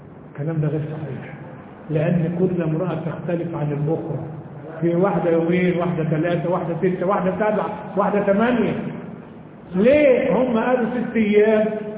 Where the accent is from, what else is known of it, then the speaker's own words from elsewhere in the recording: Egypt; النسوان عندنا في مصر ما فيهمش لبن